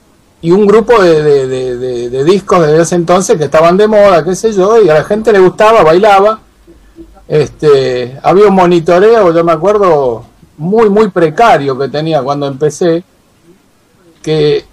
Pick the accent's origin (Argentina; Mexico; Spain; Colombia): Argentina; San Telmo, Buenos Aires; born there; Yo nací en San Telmo.